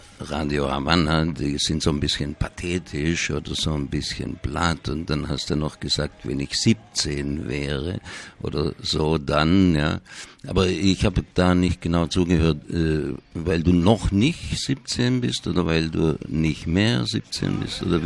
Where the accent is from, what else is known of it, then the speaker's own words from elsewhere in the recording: Nürtingen, Baden-Württemberg, Germany; weil ich komme da aus dem Kreis Esslingen. Ne? Zwar nicht aus Esslingen direkt, sondern aus Nürting.